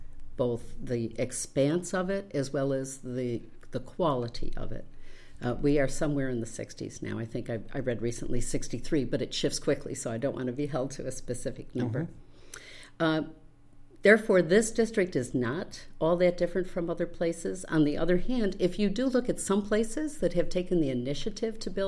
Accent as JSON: {"language": "English", "town": "Rochester", "region": "New York", "country": "United States", "tie": "born or raised there", "said": "I grew up in Rochester. My father had a restaurant up there"}